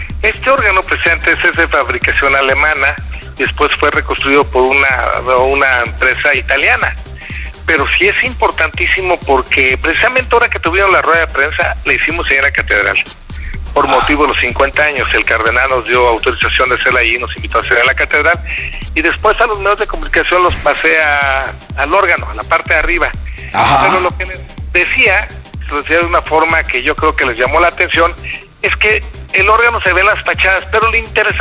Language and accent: Spanish; Morelia, Michoacán, Mexico; aunque nosotros somos de Morelia